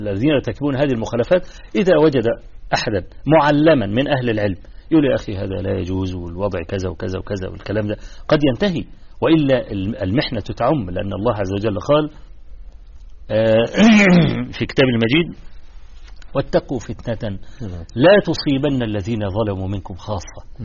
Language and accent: Arabic; Egypt; في مثل عندنا في مصر